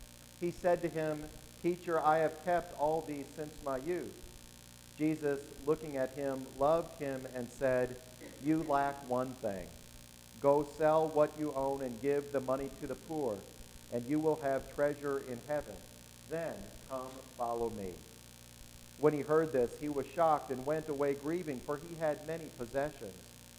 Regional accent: Wisconsin, United States; I can remember years ago now when a terrible tornado tore through the town that I was raised in Wisconsin.

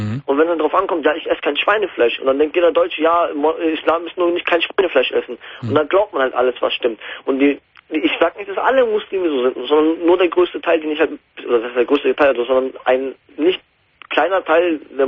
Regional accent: Germany; weil ich dachte, okay, in Deutschland lebe ich bin aufgewachsen, ich bin halber Deutscher. Ich meine, die Deutschen akzeptieren mich nicht als Deutscher, obwohl ich, wenn ich sogar einen deutschen Pass hätte mittlerweile, habe ich immer noch einen türkischen Pass

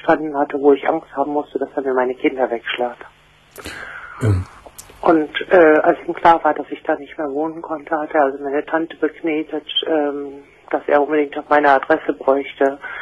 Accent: North Rhine-Westphalia, Germany; ich komme ursprünglich aus dem Märkischen Kreis und bin dann dort weggezogen und habe dann hier gewohnt

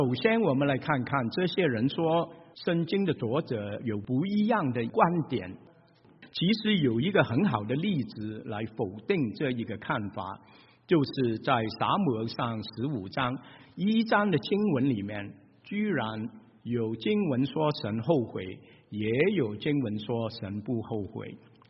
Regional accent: Shanghai, China; 我们上海人就会说，哎呀，哦咯子哦咯的嘞，哦咯死了，这个就是上海话，就是后悔。

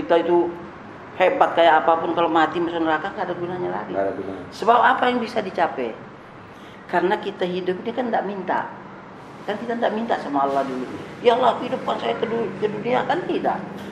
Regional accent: West Nusa Tenggara, Indonesia; born there; moved away as an adult; now in Lampung, Indonesia; Saya kan dari tahun 66 di sini. Iya. Saya dari Sibujang, dari Sumbawa sana. Saya lahir. Tahun 66 saya masuk sini.

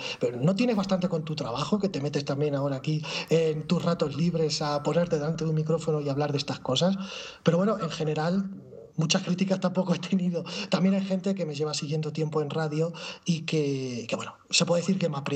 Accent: Toledo, Castilla-La Mancha, Spain; Sí, yo soy de Toledo.

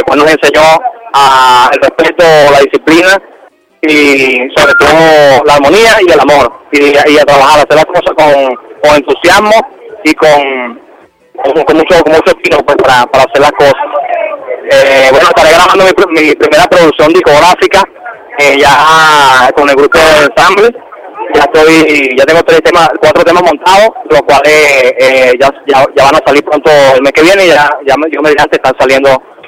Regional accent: Guárico, Venezuela; nací en Marina, me crié en Guárico, como compañero, soy llanero, como nosotros decimos, de pura cepa.

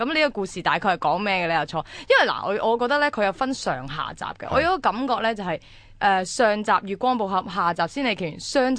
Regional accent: Hong Kong; 简直系我哋香港人嘅一啲精髓嚟嘅。

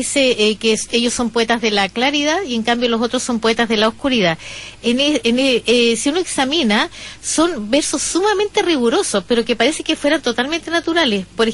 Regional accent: Chile; en Chile es muy difícil encontrar un poeta malo, porque nuestra forma de hablar tiene que ver con eso.

